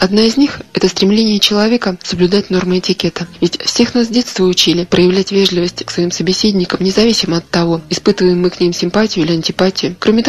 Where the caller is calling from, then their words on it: Altai Krai, Russia; Я из Алтайского края.